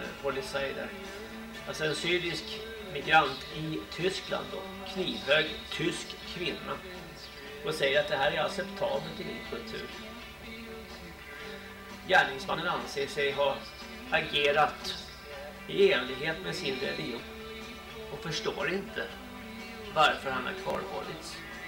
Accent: Småland, Sweden; Jag är från Småland. Jag har väl en dansk mamma och en svart pappa tror jag.

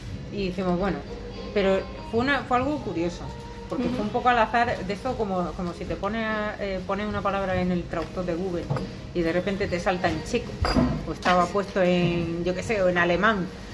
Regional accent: Almería, Andalusia, Spain; moved away; llevo 10 años aquí, pero sí, yo soy de Almería.

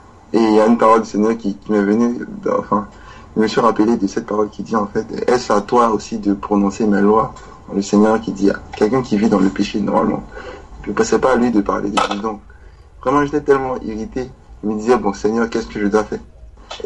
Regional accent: Côte d’Ivoire; avec son accent, comme je suis ivoirien, je me suis rendu compte qu'elle était ivoirienne aussi

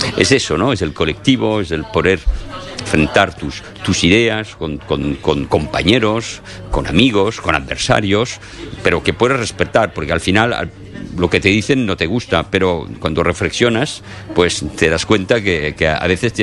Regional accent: France; Y yo volví de Barcelona, de España, con eso, con este sentimiento, que ya lo conocía, por supuesto, de ser muy francés.

